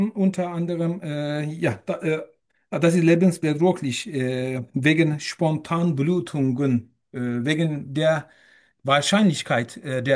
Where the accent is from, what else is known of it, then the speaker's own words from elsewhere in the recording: Turkey; German is a second language; moved away as an adult; now in Germany; ich komme aus der Türkei. Ich bin 41 Jahre alt und lebe mehr als 2,5 Jahre in Deutschland. Seit mehr als 2,5 Jahren in Deutschland. Ich habe in Deutschland Deutsch gelernt